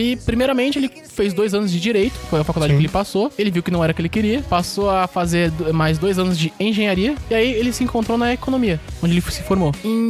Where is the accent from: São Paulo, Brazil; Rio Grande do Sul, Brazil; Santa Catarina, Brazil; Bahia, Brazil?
São Paulo, Brazil; eu sou de São Paulo, capital.